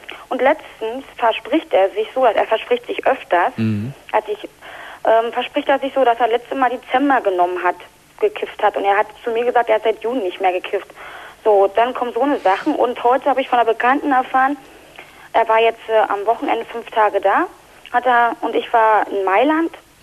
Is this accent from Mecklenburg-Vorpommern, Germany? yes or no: no; Berlin, Germany; now in Dortmund, Germany; Ich schätze das mal auch, weil ich komme aus Berlin